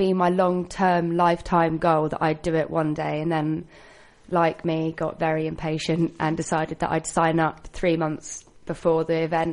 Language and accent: English; South East England, United Kingdom; Down in Hampshire.